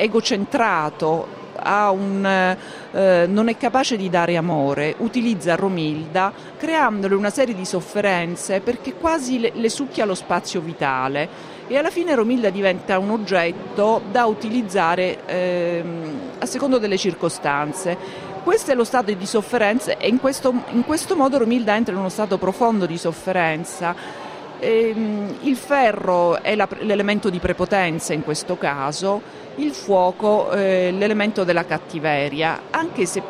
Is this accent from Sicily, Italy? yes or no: yes; Palermo, Sicily, Italy; che io non conoscevo perché io sono palermitana.